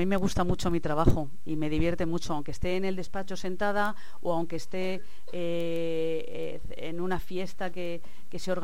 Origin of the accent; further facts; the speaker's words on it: Madrid, Community of Madrid, Spain; born there; now in Alicante, Spain; Pues yo nací en Madrid porque mi abuelo era cirujano y era médico, y entonces mi mami, cuando le tocaba dar a luz, pues se iba a Madrid a que mi abuelo la cuidara y la ayudara.